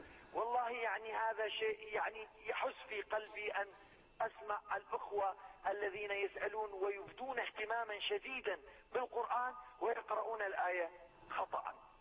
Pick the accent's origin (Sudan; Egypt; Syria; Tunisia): Syria; من سوريا.